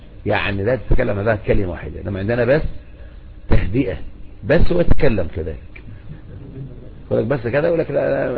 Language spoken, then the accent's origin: Arabic; Egypt; لكن عندنا في مصر نقول بس يعني عن الكلام